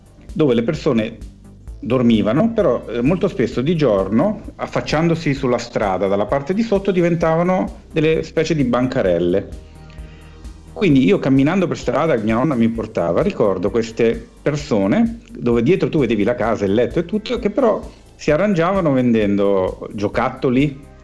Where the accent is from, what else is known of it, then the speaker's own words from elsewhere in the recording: Milan, Lombardy, Italy; also born or lived in Naples; io come sapete sono di nascita napoletano, sebbene sia cresciuto a Milano fin da quando avevo, credo, un mese, quindi tutti i miei ricordi sono milanesi